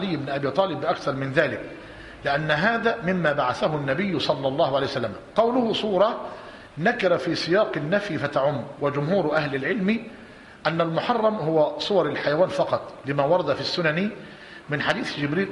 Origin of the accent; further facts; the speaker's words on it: Egypt; الثاني اللي هي عندنا في مصر القباب